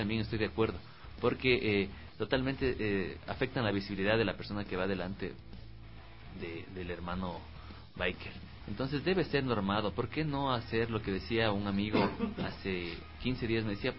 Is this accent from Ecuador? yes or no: yes; Ecuador; yo ya conozco a mi gente, o sea, todos somos ecuatorianos